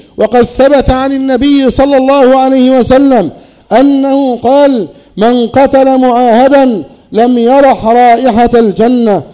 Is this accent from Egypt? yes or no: yes; Egypt; أن تحفظ بلدنا مصر وسائر بلاد